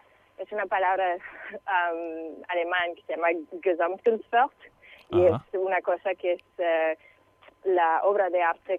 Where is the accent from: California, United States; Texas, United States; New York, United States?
New York, United States; Ithaca; moved away; Cosas que hasta que me he ido de Ithaca, de donde soy, nunca me había dado cuenta que estos paisajes eran súper mágicos.